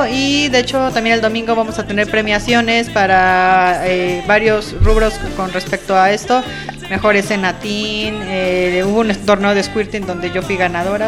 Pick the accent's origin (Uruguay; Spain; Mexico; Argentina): Mexico; Mexico City; Sí, yo soy de la Ciudad de México.